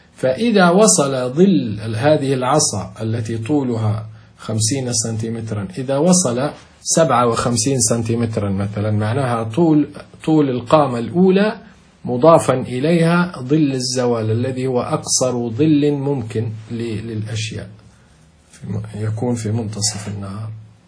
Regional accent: Libya; نحن نقول عندنا في ليبيا نقول الظل يموت

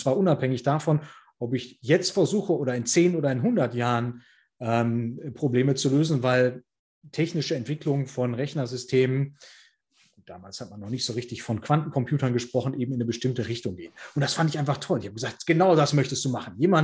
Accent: Heiligenhaus, North Rhine-Westphalia, Germany; das Stadttheater damals bei uns in Heilinghaus, in der Stadt, in der ich aufgewachsen bin

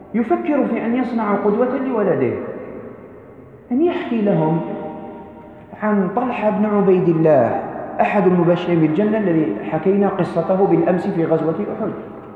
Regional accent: Algeria; ووقعت هنا عندنا في الجزائر.

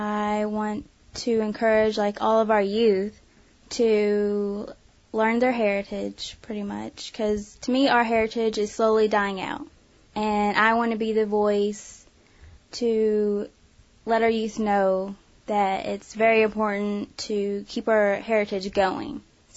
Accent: Sallisaw, Oklahoma, United States; I'm from Sallisaw, Oklahoma.

